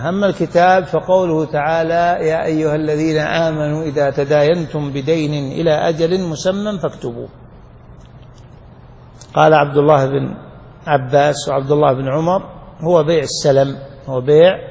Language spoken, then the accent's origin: Arabic; Najd, Saudi Arabia; كانوا يسمونه عندنا في نجد